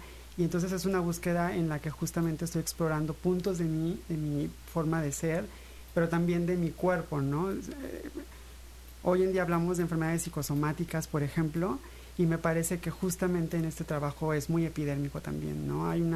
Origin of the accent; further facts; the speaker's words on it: Pánuco, Veracruz, Mexico; Justo Pánuco en el extremo norte, somos ya más tamaulipecos a veces, uh-huh, por esta relación geográfica, que veracruzanos inclusive